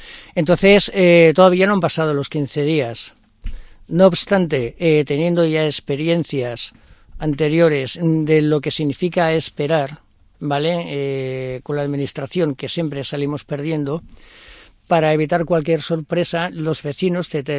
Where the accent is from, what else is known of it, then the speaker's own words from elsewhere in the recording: Barcelona, Catalonia, Spain; Yo he dicho que yo mismo soy de Campaguera, no soy de Guinahueta, ¿vale?